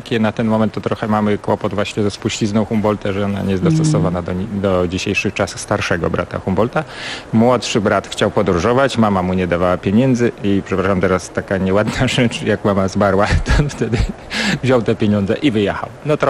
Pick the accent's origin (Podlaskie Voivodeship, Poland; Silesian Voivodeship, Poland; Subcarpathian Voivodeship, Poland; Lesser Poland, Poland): Podlaskie Voivodeship, Poland; na Podlasiu, gdzie się wychowałem, jeszcze w moim dzieciństwie odróżniano wymowie CH i H.